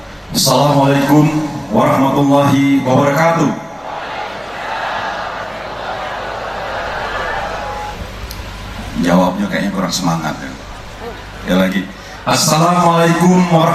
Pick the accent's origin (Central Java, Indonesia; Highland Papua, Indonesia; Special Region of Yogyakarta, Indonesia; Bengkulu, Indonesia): Bengkulu, Indonesia; Kebetulan saya juga putra daerah di sini. Saya belum sampai 2 bulan jadi Kapolda Bungkulu.